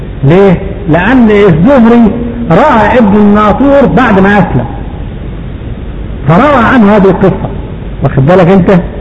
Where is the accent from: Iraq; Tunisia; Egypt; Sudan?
Egypt; Upper Egypt; لحد دلوقتي عندنا في الصعيد بيعملوا للحقل القمح مثلا او الفول